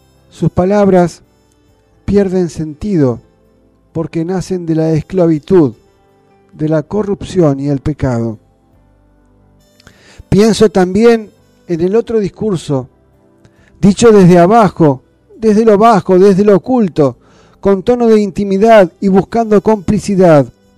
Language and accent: Spanish; Argentina; Como argentinos, estamos en condiciones de servidumbre desde el mismo nacimiento